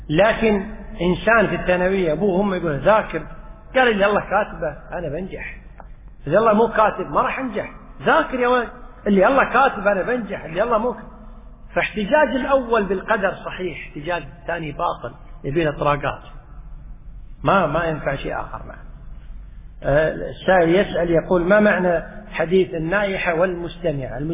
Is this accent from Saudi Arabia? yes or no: no; Kuwait; حتى عندنا في الكويت في بعض الشوارع